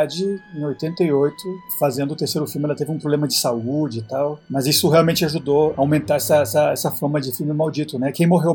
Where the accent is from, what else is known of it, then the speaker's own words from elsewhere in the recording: Colombia; Portuguese is a second language; moved away; quando eu cresci na Colômbia, nos anos 80 e 90